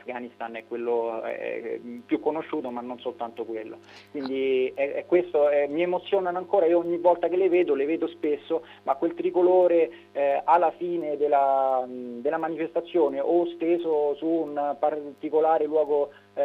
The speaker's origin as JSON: {"language": "Italian", "town": "Rome", "region": "Lazio", "country": "Italy", "said": "io sono di Roma, quindi diciamo ho la fortuna di vederle quantomeno sorvolare"}